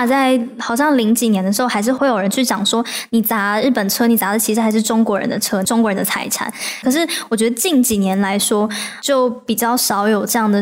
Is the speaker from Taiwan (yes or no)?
yes; Taiwan; also born or lived in China; 我一般一开始就会讲说我是台湾人，进一步聊天的时候我就会再跟他们讲我妈妈是人，然后我的成长的过程。